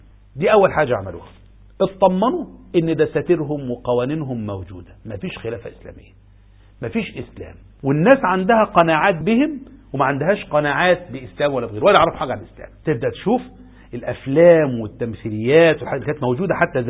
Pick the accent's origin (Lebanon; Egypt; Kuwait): Egypt; على ما نروح بلدنا مصر